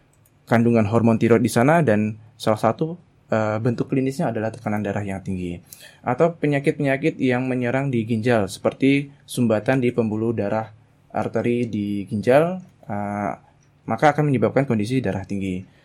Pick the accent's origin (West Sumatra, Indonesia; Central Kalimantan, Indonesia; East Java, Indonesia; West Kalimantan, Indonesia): West Kalimantan, Indonesia; Mempawah; now in Yogyakarta, Indonesia; Kalau saya asli dari Kalbar, Kabupaten Mempawa. Kebetulan di Jogja sedang ada kegiatan di sini, pelatihan selama 6 bulan. Dan sementara ini domisili di daerah Deresan.